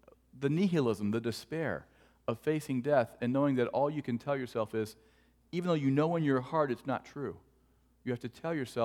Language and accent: English; Cleveland, Ohio, United States; In fact, growing up in Cleveland, Cleveland sports is my number one argument for God's existence.